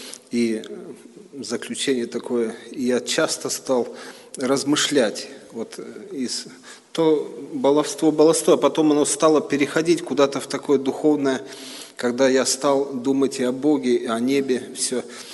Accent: Khartsyzsk, Donetsk Oblast, Ukraine; moved away; Ну а мы росли в Харциске, там речка такая у нас скалистая, и мы любили с этих скал прыгать.

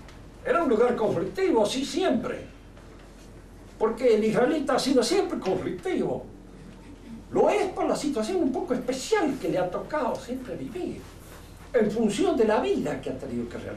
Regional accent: Argentina; Somos argentinos. Aunque nos pese.

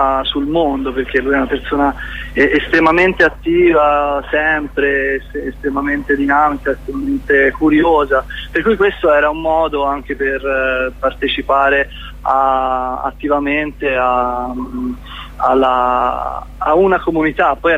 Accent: Pisa, Tuscany, Italy; Sì, per noi veniamo da Pisa, per cui non è che abbiamo possibilità di ascoltare la vostra radio

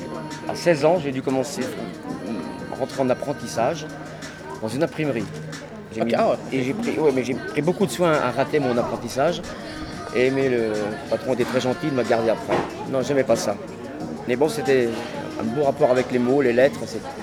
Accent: Pays de la Loire, France; born there; Et je suis né en Vendée.

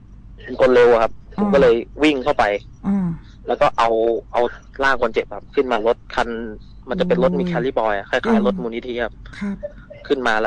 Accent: Nakhon Ratchasima, Thailand; ผมเป็นพื้นเพคนโคราชนะครับ

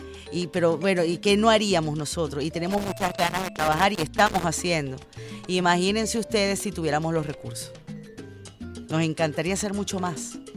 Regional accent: Venezuela; Nosotros los venezolanos somos los hijos de Bolívar, los hijos de Guaycaipuro, los hijos de Tupac Amaru, los hijos de Chávez

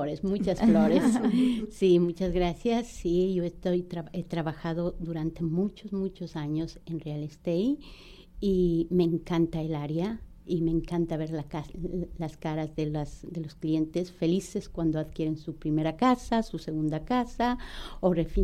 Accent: Ecuador; Y yo ecuatoriana.

